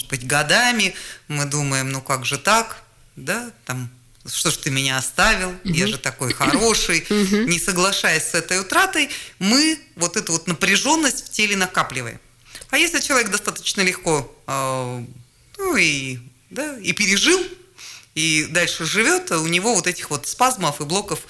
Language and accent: Russian; Krasnoyarsk, Krasnoyarsk Krai, Russia; born there; я родилась в Красноярске, в Черемушках